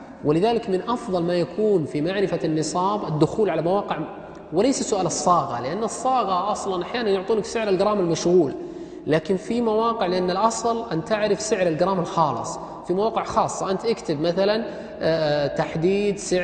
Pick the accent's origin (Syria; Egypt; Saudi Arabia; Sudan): Saudi Arabia; بينما ذهبت اللجنة الدائمة عندنا في السعودية